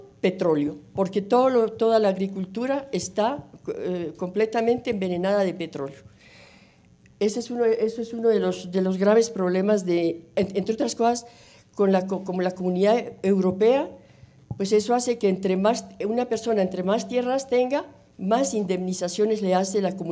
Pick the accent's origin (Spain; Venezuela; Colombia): Colombia; Zipaquirá, Cundinamarca; also born or lived in France; yo nací en Zipaquirá, me crié en la vereda de Pajarito, viví con todos los animales posibles, gatos, marranos, vacas, chivos, perros, gatos, etc.